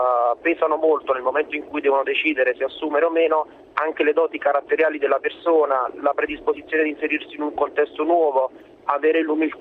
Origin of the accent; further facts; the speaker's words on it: Naples, Campania, Italy; now in Milan, Italy; Io ho 29 anni, sono di Napoli, ma mi sono trasferito a Milano prima per studio, adesso per lavoro.